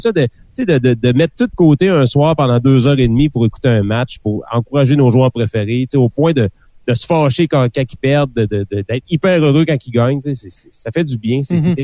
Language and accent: French; Port-Cartier, Quebec, Canada; Non, c'est ça, je viens de la Côte-Nord, mais c'est pas grave.